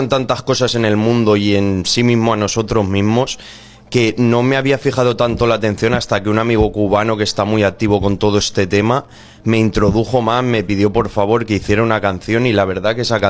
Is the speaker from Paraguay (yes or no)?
no; Spain; les ha motivado más que yo fuera un español el que cantara